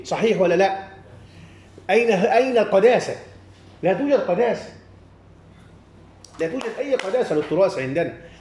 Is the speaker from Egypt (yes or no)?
yes; Egypt; وكل الذين يخرجون عندنا في مصر أو في أي مكان آخر